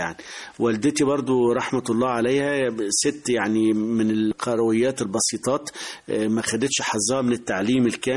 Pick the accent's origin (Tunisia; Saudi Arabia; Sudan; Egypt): Egypt; Beni Suef Governorate; من بني سويف، يعتبر أول صعيد، أول محافظة صعيد. بعد الصعيد يعني. بس هي من مركز بعد بني سويف مبيبة، فيعني يعتبر جوه بعد بني سويف حوالي 20 كيلو.